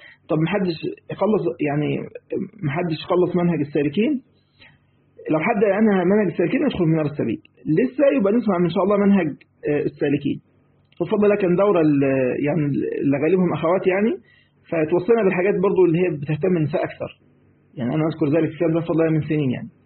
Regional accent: Egypt; زي ما بيقولوا يعني عندنا في مصر

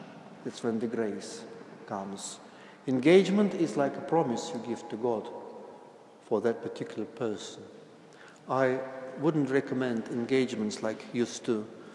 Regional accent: Russia; English is a second language; I was brought up in Soviet Union

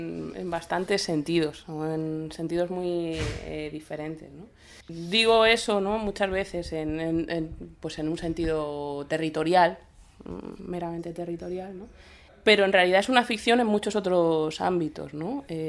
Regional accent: Madrid, Community of Madrid, Spain; nunca he pasado por ser de un sitio como Madrid, que es donde yo nací, y donde he crecido, y donde actualmente habito

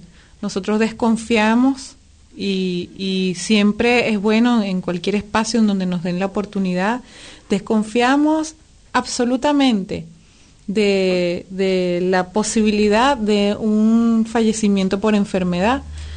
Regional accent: Venezuela; esto que nosotros denunciamos a cada instante como pueblo venezolano

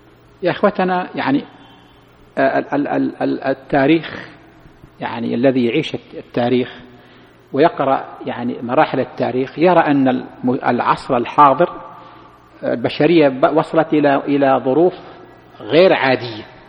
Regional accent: Saudi Arabia; بعض الأشخاص يظن كيف يكون عندنا في السعودية، كيف من هي السعودية؟

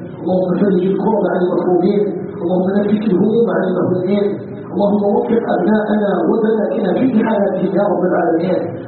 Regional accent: Algeria; اللهم اجعل بلدنا الجزائر بلداً آمناً مطمئناً وسائر بلاد المسلمين.

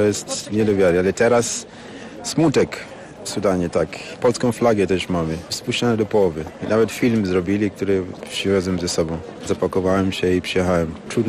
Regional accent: Kenya; Polish is a second language; now in Poland; Pochodzę z Kenii, mieszkam tutaj już 21 lat.

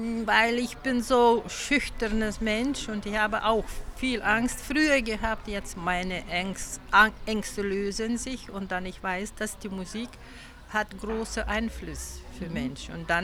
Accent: Lithuania; German is a second language; now in Germany; Nee, ich hatte keine Möglichkeiten, weil ich komme aus Litauen.

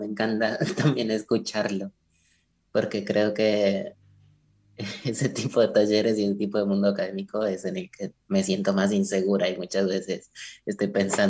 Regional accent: Pasto, Nariño, Colombia; las primeras clases que di fueron en Pasto, en mi ciudad natal en Colombia

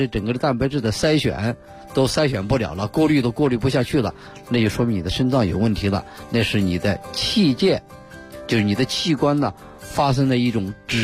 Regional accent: China

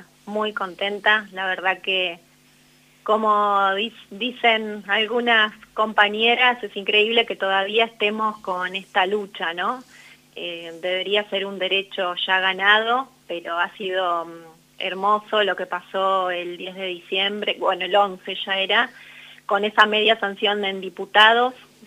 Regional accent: San Justo, Argentina; era poder conectarlo con mi infancia en San Justo

